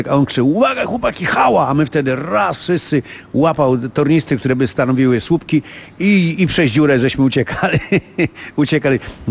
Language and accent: Polish; Warsaw, Masovian Voivodeship, Poland; bo ja się urodziłem w rodzinie robotniczej, biednej robotnicy na Powiślu, prawda, gdzie jak to się mówi, byłem chłopakiem z Powiśla